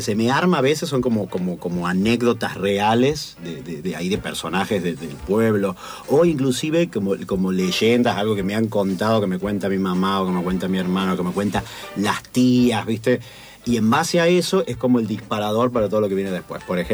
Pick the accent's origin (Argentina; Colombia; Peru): Argentina; Tilisarao, San Luis; also born or lived in Villa Dolores; yo soy un híbrido entre Córdoba y San Luis. Yo nací en Vito Dolores, pero me crié en Tilizarao. Después Tilizarao está dentro de San Luis, pero tiene contacto con la zona de Tras la Sierra, que ya es Córdoba.